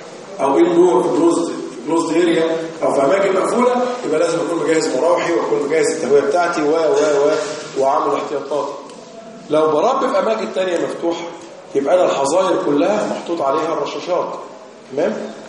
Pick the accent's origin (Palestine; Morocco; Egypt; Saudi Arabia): Egypt; الصوره عندنا في مصر يا ولاد